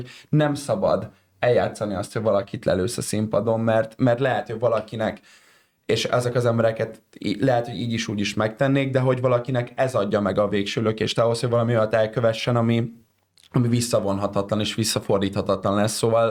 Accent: Budapest, Hungary; és ez így budapestiként sokkal jobban azért így átüti az inger küszöbünket

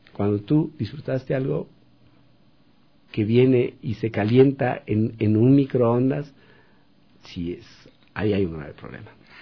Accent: Ecuador; te sientes mal siendo ecuatoriano, siendo de acá

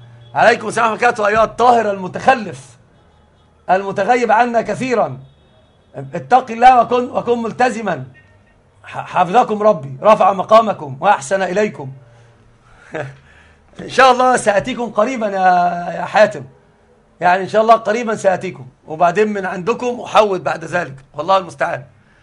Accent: Alexandria, Alexandria Governorate, Egypt; الأصل أنا صعيدي أصالة، وطبعا أنا ما أعرفش حاجة عن الصعيد. أنا أصل كل شيء حياتي كلها في الإسكندرية

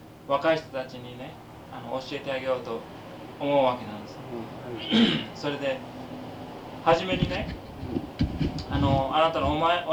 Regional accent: Kagoshima, Japan; 私は鹿児島です。

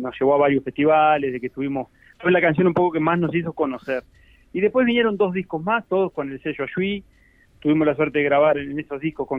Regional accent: San Gregorio de Polanco, Tacuarembó, Uruguay; now in Tacuarembó, Uruguay; nosotros somos todos de Tacuarembó, somos todos de pueblitos chicos de Tacuarembó, de Tambores, de la aldea, yo soy de San Gregorio de Polanco, y estamos todos nucleados ahora en la ciudad de Tacuarembó.

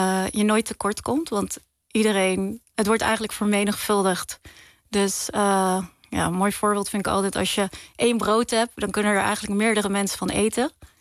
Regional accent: Ridderkerk, South Holland, Netherlands; Ik ben opgegroeid in Ridderkerk. En wij zijn, je hebt twee dorpen in Nederland die islamitisch Molukse vertegenwoordigen in die zin.

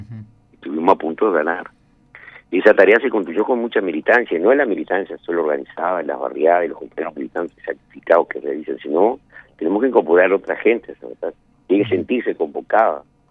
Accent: Uruguay; Somos los uruguayos, somos democráticos.

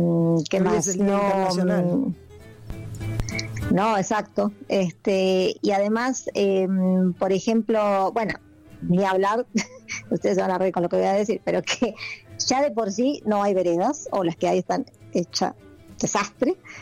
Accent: Argentina; siendo argentinos que no respetamos nada

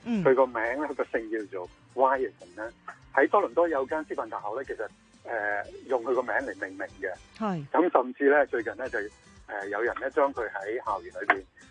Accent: Hong Kong; 我哋香港人星期四就放假啦

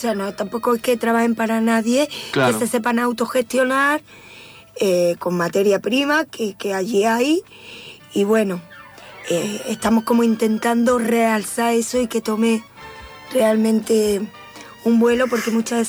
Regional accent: Córdoba, Andalusia, Spain; also born or lived in Seville; now in Argentina; Yo soy andaluza, nací en Córdoba.

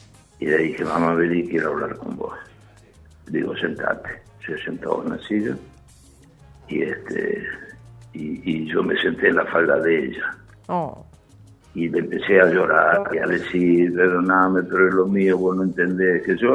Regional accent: Buenos Aires, Argentina; yo vivía a 3 cuadras, yo soy del barrio del Retiro. Sí. Estábamos en Córdoba y San Martín, y yo vivía en Reconquista y Paraguay.

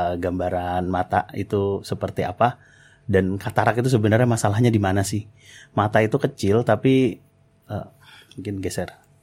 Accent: Tangerang, Banten, Indonesia; now in Sleman, Indonesia; Saya asal dari Tangerang dan saat ini tinggal di Sleman di Kecamatan Godean.

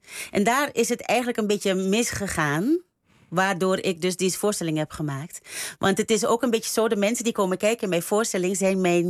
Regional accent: Suriname; we worden opgevoed, ik kom uit Suriname, en we worden opgevoed, doe maar normaal.

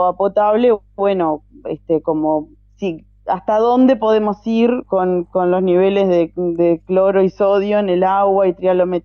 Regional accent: Soca, Canelones, Uruguay; primero que soy de Soca, Soca está a nada del arroyo Solís Chico

